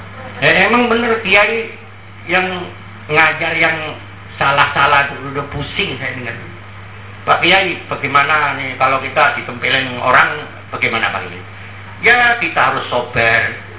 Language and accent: Indonesian; Pandaan, East Java, Indonesia; Saya orang Pandaan … itu orang Japanan, Pak. Sama-sama kecamatan, jaraknya cuma 1 kilo saja. Sama-sama Kabupaten Pasuruan.